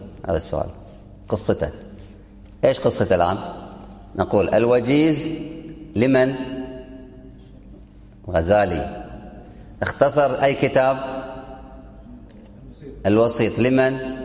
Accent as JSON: {"language": "Arabic", "country": "Kuwait", "said": "وأظن في المعهد الديني عندنا في الكويت يدرس الفقه"}